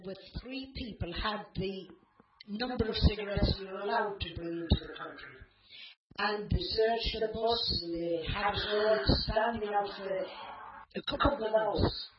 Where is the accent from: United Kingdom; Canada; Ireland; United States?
United Kingdom; England; I'm an English woman.